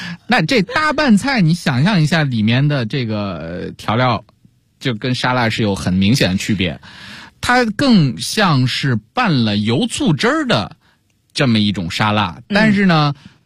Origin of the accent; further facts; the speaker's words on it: Beijing, China; 有点像你说我们北京人喜欢吃甜，喜欢吃酱油啊